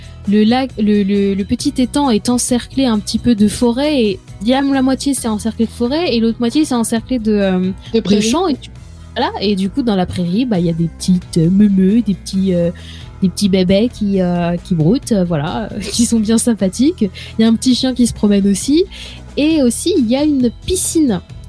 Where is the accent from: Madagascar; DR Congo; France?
France; Changé, Pays de la Loire; C'est comme à la base, la petite ville. La petite ville d'où je viens s'appelle Changé.